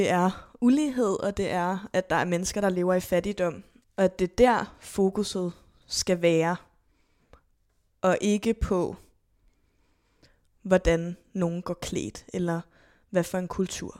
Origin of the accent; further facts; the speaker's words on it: Zealand, Denmark; da vi gik i skole på Lolland